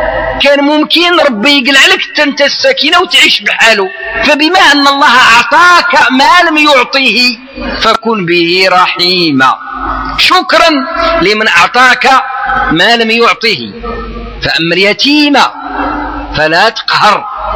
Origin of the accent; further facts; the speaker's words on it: Morocco; ما عندك والو على الدص كما نعبروا احنا مغاربه